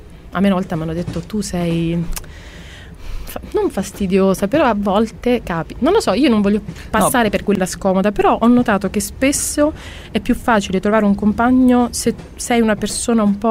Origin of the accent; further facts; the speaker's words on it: Sicily, Italy; io che sono nata e cresciuta in Sicilia